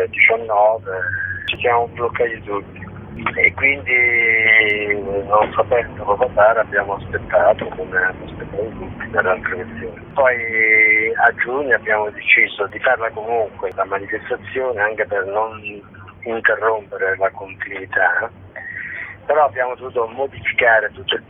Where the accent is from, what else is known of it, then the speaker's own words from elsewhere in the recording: Molise, Italy; per poi arrivare a un paesino del Molise, che poi è il mio paese